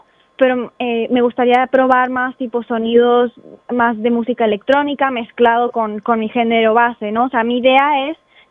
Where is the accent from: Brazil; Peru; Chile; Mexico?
Peru; moved away as an adult; now in Spain; Yo me fui de Perú a los 19, en 2014, viví 2 años en Francia por mis estudios. En el 2016 me mudé a los Países Bajos para hacer un Erasmus